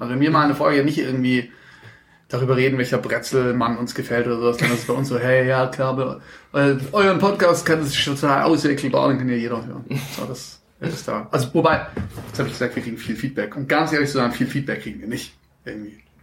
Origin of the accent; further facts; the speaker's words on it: Stuttgart, Baden-Württemberg, Germany; Wo ich geboren bin? In Stuttgart? Im Marienhospital.